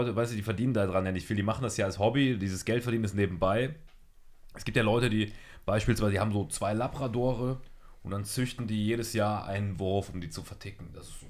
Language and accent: German; Saarland, Germany; tatsächlich, obwohl ich Saarländer bin.